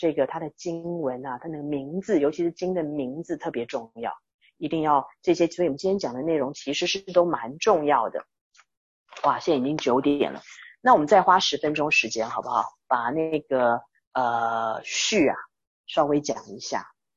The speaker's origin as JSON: {"language": "Chinese", "country": "China", "said": "那就是我们中国人所讲的万法归一"}